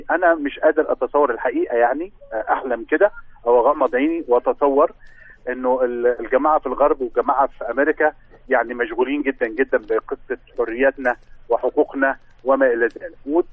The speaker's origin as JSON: {"language": "Arabic", "country": "Egypt", "said": "احنا كان عندنا في مصر كان عندنا مثلا شركه مياه غازيه وطنيه"}